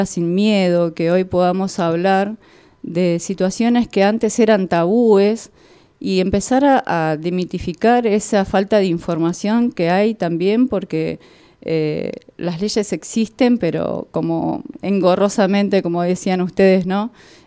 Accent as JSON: {"language": "Spanish", "town": "Villa de Soto", "region": "Córdoba", "country": "Argentina", "said": "La gente de campo, yo vengo de Villa de Soto, mi abuela sembraba cáñamo para hacer la suela de las alpargatas."}